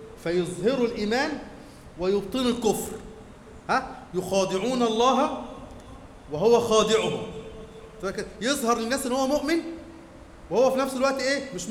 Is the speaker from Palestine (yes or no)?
no; Egypt; لكن احنا كمصريين زعلانين عليه ليه قوي كده؟